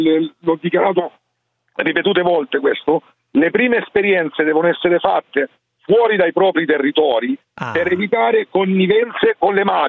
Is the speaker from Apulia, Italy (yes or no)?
yes; Lecce, Apulia, Italy; io sono leccese e sono consigliere comunale a Varco Sabino da 3 anni.